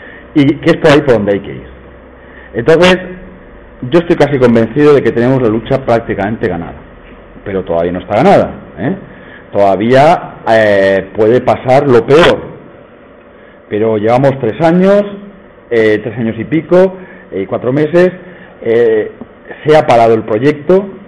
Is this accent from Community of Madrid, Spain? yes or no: yes; Madrid, Community of Madrid, Spain; now in Extremadura, Spain; yo soy de Madrid, yo soy de Madrid y os puedo asegurar que Madrid hoy en día es una ciudad invivible. Llevo ya viviendo en Extremadura 12 años